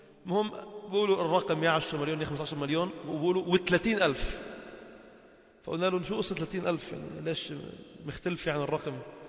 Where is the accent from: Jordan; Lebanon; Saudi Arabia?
Lebanon; Sidon, South Governorate; في منطقة شرحبيل عندنا في صيدا